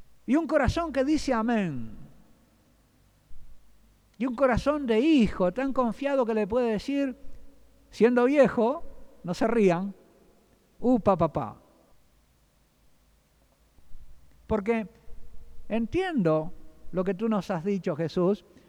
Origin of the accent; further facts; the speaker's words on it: Uruguay; lo que hace la mayoría de los que yo veo todavía en mi tierra, en el Uruguay, ¿verdad?